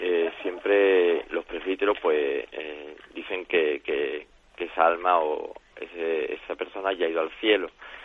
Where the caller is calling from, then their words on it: Jerez, Andalusia, Spain; de Jerez.